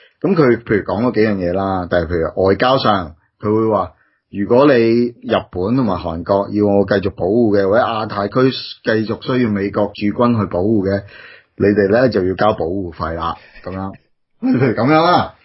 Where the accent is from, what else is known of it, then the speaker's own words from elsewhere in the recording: Australia; 因为我哋澳洲人嘛